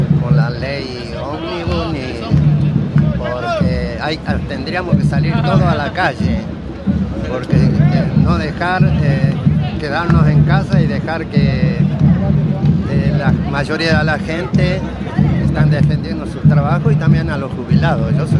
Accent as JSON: {"language": "Spanish", "town": "Lanús", "region": "Buenos Aires Province", "country": "Argentina", "said": "Yo vengo de Lanús."}